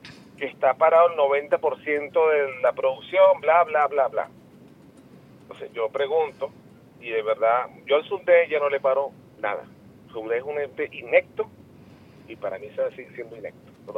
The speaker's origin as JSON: {"language": "Spanish", "country": "Venezuela", "said": "yo como venezolana"}